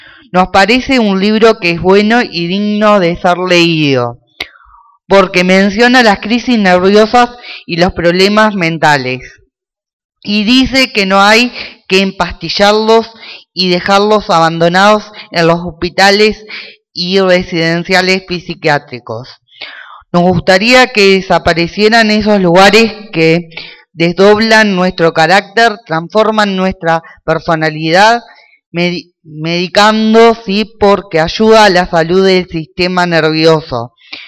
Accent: Colonia, Uruguay; soy de Colonia y quería leer esto

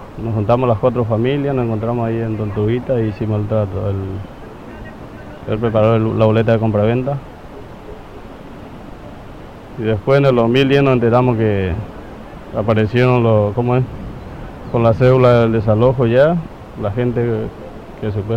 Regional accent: Paraguay; now in Argentina

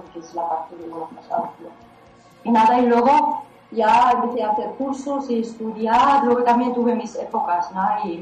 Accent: Germany; moved away; Bueno, pues me fui de Alemania muy joven, básicamente porque estaba un poco insatisfecha con la vida que llevaba.

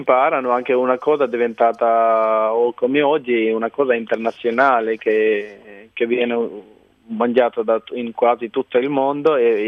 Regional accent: Pakistan; now in Porto Recanati, Italy; Vengo dal Pakistan, arrivato in Italia nel 2000.

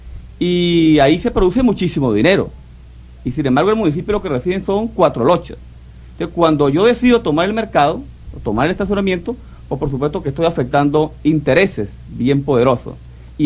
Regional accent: Venezuela; qué tremenda satisfacción siente uno como venezolano

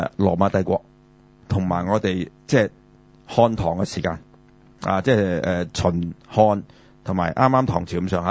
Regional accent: China; 冇錯啦，呢個我哋中國人係最引以為傲㗎嘛。

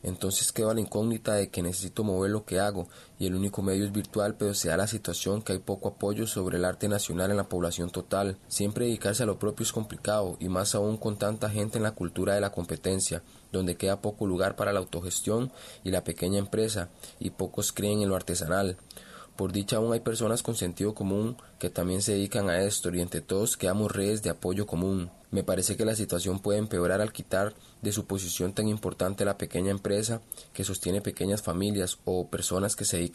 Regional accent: Punta Arenas, Magallanes, Chile; de Punta Arenas, soy artista callejero y artesano.

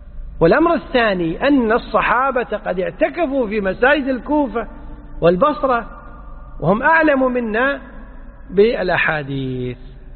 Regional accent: Kuwait; إحنا عندنا في الكويت الأمر منظم من ولي الأمر

